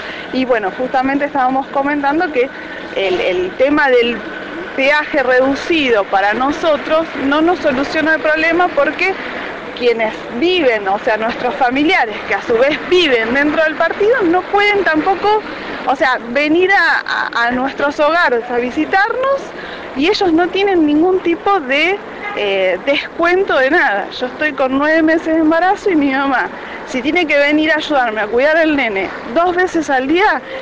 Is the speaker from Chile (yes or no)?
no; Pilar, Buenos Aires Province, Argentina; Nosotros vivimos acá en el barrio El Jagüel. … Nosotros somos del partido del Pilar.